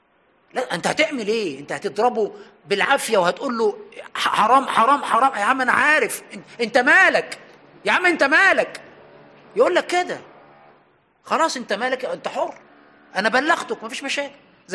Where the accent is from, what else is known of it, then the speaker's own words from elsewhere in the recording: Egypt; وعندنا في مصر للأسف علقها في رقبة عالم وطلع سالم